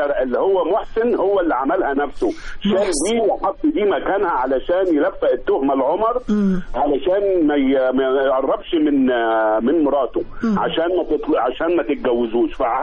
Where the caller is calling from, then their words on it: Giza, Giza Governorate, Egypt; أنا هنا من الجيزة يا فندم